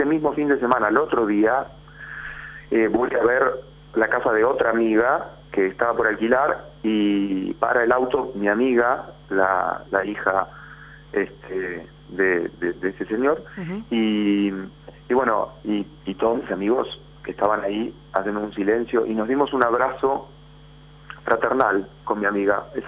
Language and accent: Spanish; Junín, Buenos Aires Province, Argentina; yo soy juninense, voy a mi pueblo, Junín.